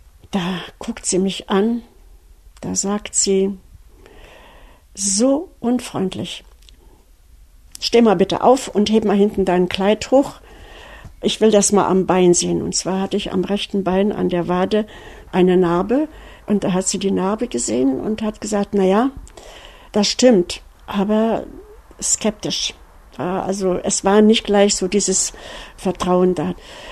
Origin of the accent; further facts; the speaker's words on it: Kaunas, Kaunas County, Lithuania; ich komme aus Kaunas, ich komme aus der Stadt und ich suche meine Schwester. Ich bin eine Deutsche und suche meine Schwester.